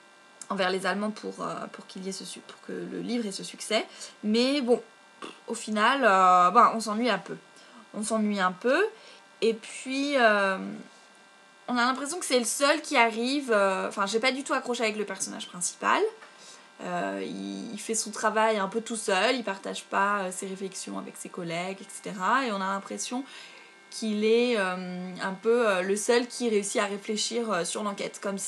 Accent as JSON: {"language": "French", "region": "Brittany", "country": "France", "said": "je pense que c'est parce que je suis bretonne"}